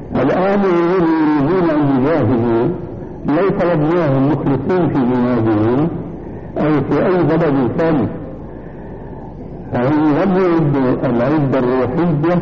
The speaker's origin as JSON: {"language": "Arabic", "country": "Syria", "said": "كما يقولون عندنا في الشام"}